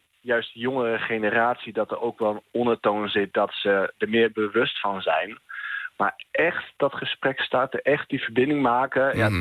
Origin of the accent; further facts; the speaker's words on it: Overijssel, Netherlands; Nee, ik kom zelf uit Twente. Ja, als Twentenaar, dan wil je toch graag luchtig houden.